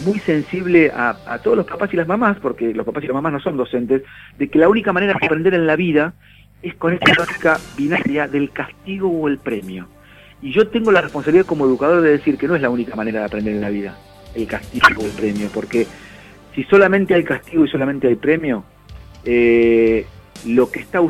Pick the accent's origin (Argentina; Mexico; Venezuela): Argentina; por la historia que tenemos como argentinos, recién hace 10 años que es obligatorio para los chicos de la secundaria estar en la secundaria.